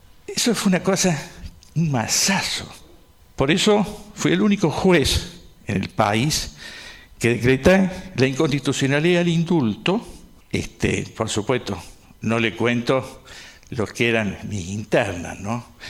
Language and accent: Spanish; Córdoba, Argentina; Incluso uno como es cordobés no pide la costumbre.